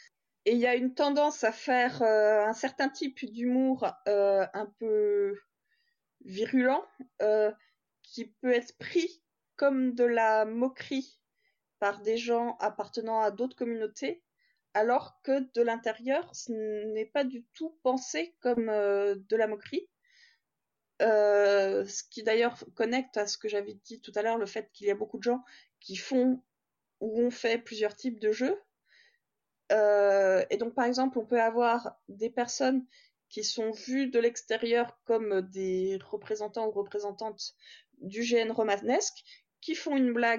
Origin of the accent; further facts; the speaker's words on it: Bourgogne-Franche-Comté, France; Moi, je viens de Franche-Comté, j'ai vécu en région parisienne, puis dans le sud-est, et dans ces trois endroits, les gens ne s'expriment pas de la même façon.